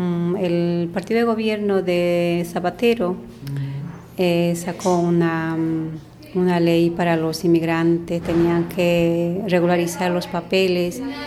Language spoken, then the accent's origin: Spanish; Bolivia; moved away as an adult; now in Spain; Vengo de Bolivia.